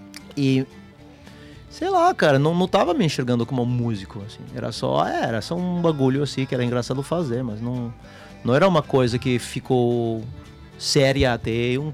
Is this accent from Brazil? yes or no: no; France; Portuguese is a second language; eu cresci na França dos anos, final dos anos 80, começo nos anos 90, né